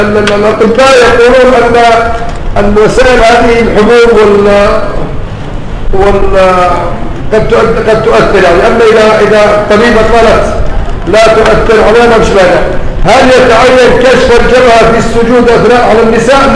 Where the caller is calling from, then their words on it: Yemen; السلام عليكم جميعا، نحن في اليمن من اليمن